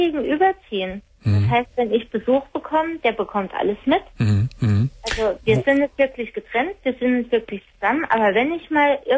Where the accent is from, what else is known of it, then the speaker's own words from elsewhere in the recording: Saarland, Germany; also born or lived in Heidelberg; Ich komme aus dem Saarland, war jetzt aber 7 Jahre in Heidelberg.